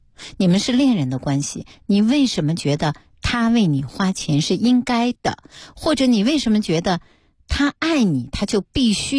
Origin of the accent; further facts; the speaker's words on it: China; 钱在我们中国人，在人类都是一个敏感问题。